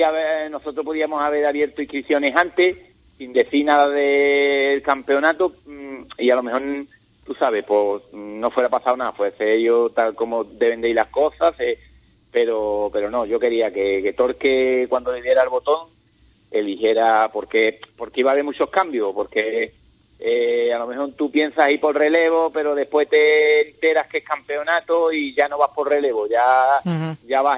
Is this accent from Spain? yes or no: yes; Ubrique, Andalusia, Spain; Yo me siento como si fuera de Jimera, pero soy corredor y soy de Ubrique.